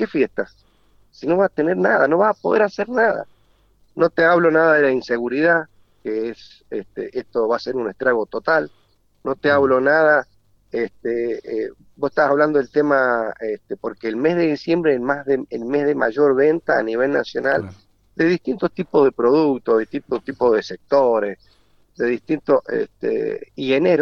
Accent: Mendoza, Argentina; yo te voy a hablar como mendocino.

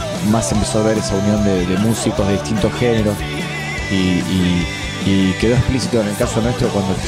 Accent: Rosario, Santa Fe, Argentina; Si bien nosotros no vivimos aquí en Buenos Aires, somos oriundos de Rosario, de la provincia de Santa Fe

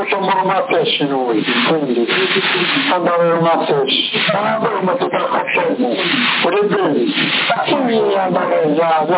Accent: Bologna, Emilia-Romagna, Italy; Sì, per forza, sono di Bologna, sono senza cresciuto

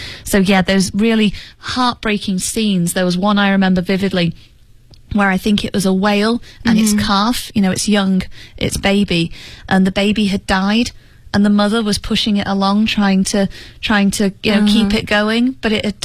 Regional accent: United Kingdom; Now, I'm obviously British, and Britain is very proud of its history of creating nature documentaries.

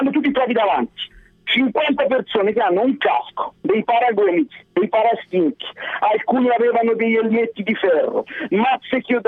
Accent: Lucca, Tuscany, Italy; Perché io non sono di Milano, ma sono di Lucca.

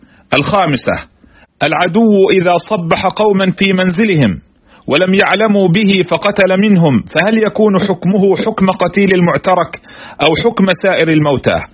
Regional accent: Palestine; والمعمول به في بلادنا فلسطين

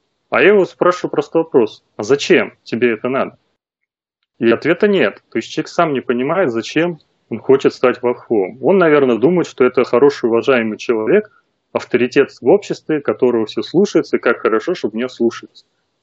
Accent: Moscow, Russia; now in Yaroslavl Oblast, Russia; родился и вырос в Москве, сейчас вот живу в родовом поместье в Ярославской области.

